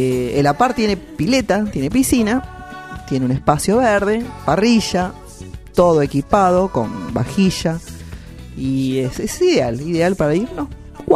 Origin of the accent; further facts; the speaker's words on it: Argentina; A mí me gustaría, y siempre digo, como todo argentino, todos tenemos que conocer nuestras cataratas del Iguazú.